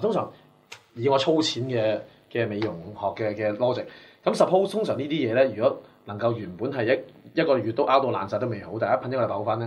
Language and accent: Cantonese; Hong Kong; 我哋香港人係 suppose 當咗係打嘅啦，